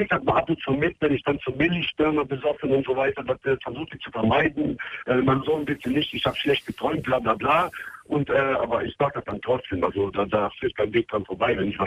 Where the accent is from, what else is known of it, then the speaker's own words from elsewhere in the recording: Serbia; Ich bin Serbe.